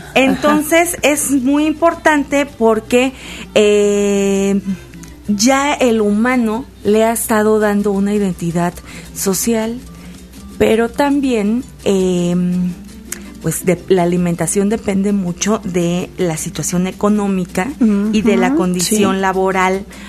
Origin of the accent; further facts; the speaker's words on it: Lechuguillas, Veracruz, Mexico; Lechuguillas, Veracruz.